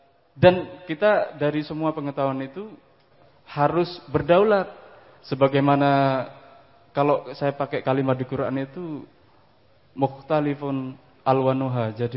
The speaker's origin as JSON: {"language": "Indonesian", "town": "Probolinggo", "region": "East Java", "country": "Indonesia", "tie": "born there", "first_language": "Madurese", "said": "karena saya tidak lahir di tanah Madura. Saya secara geografi itu lahirnya di Pulau Jawa, di Probolinggo, di apa ujung timur Jawa Timur, hampir situ Bondo sana. Secara geografi itu memang Pulau Jawa, tapi bahasanya dari kecil adalah bahasa Madura."}